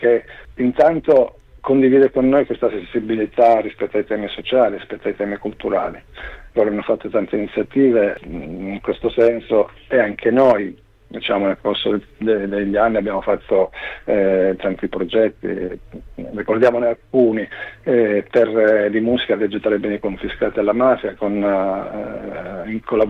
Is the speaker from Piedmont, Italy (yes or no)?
no; Strongoli, Calabria, Italy; Abbiamo suonato in particolare in provincia di Crotone, Strongoli, che è il mio paese d'origine